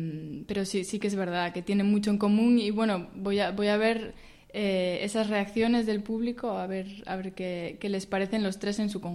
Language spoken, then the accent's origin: Spanish; Barredos, Asturias, Spain; bueno, por eso llevo 6 meses en Asturias, ¿no? Más concretamente en la cuenca minera. Yo soy de Barredos